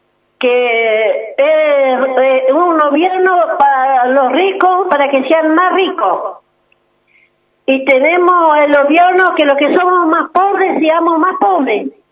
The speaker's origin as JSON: {"language": "Spanish", "town": "Ingeniero Jacobacci", "region": "Río Negro", "country": "Argentina", "said": "vine de Jacobasi, de mi comunidad, se llama Lolos Juana Torres, soy la Pillancuse de la nuestra comunidad, de la zona Colitoro. También tengo mi casa, vivo en la guarida"}